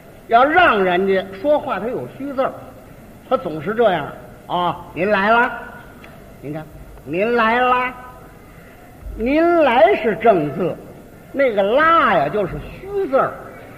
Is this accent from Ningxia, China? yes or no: no; Beijing, China; 你比如说咱们北京人吧，讲究客气